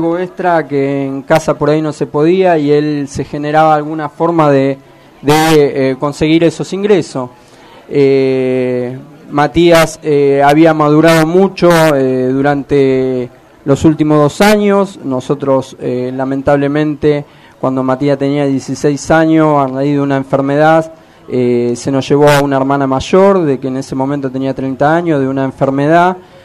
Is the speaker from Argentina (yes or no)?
yes; Argentina; Vivimos acá cerquita, en el barrio Santos Vega. queda aproximadamente a 10 cuadras de acá, un barrio pobre, muchos lo denominan villa. Y bueno, mi hermano, nosotros nacimos ahí, mi hermano se crió ahí al igual que yo.